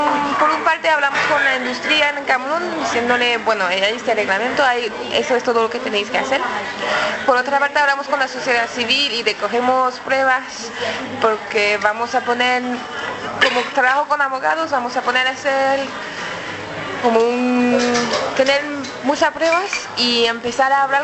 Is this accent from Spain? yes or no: no; France; Spanish is a second language; now in London, United Kingdom; soy francesa y trabajo en Londres